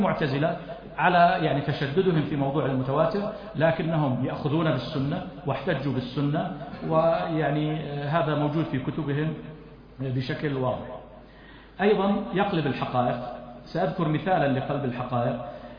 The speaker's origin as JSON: {"language": "Arabic", "country": "Jordan", "said": "وعندنا في الأردن وفي غيرها"}